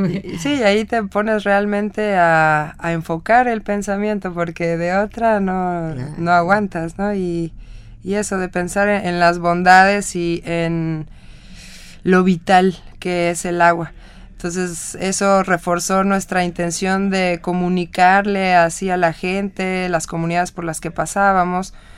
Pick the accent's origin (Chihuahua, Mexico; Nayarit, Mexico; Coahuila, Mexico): Nayarit, Mexico; nosotros salimos del estado de Nayarit, el cual es costa occidente. Digamos que más o menos está casi a la mitad del país.